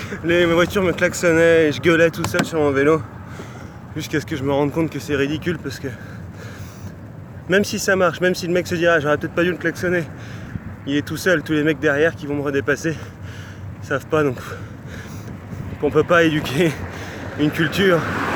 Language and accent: French; France; j'ai 29 ans. Je suis parti il y a 3 mois, 5 jours maintenant, de chez moi en France, et je suis actuellement après Istanbul, entre Istanbul et Ankara.